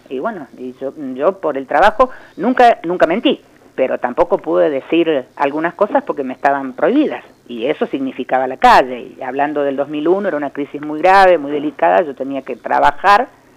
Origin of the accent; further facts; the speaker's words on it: Córdoba, Argentina; yo soy de Córdoba, nacida en Córdoba.